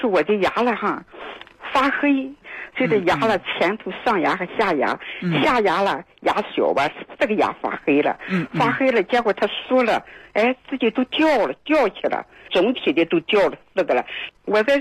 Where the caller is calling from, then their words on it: Qingdao, Shandong, China; 我是青岛的